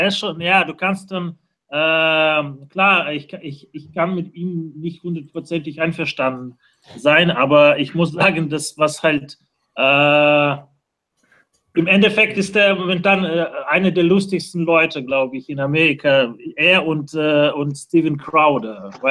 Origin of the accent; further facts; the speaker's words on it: Moscow, Russia; ich komme selbst aus Russland, komme so aus Moskau.